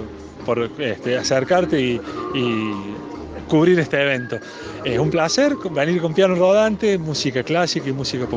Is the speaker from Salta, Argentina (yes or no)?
no; Bell Ville, Córdoba, Argentina; Soy de Belville, de acá de la provincia de Córdoba